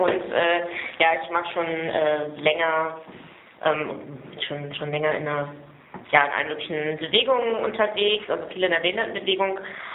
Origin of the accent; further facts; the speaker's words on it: Berlin, Germany; weil ich komme aus Berlin und fahre heute auf Wiedersehen zurück